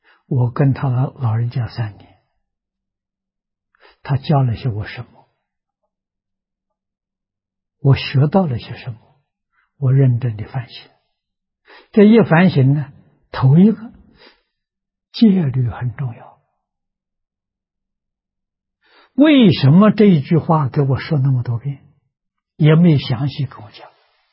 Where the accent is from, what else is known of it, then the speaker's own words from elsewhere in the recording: China; 我们是中国人，为什么去学印度人的？